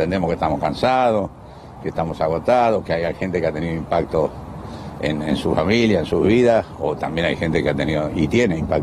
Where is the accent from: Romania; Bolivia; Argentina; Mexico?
Argentina; mi miedo desde el principio era el fantasma de que nosotros como argentinos estuviéramos un poco lejos en la cola del acceso a la vacuna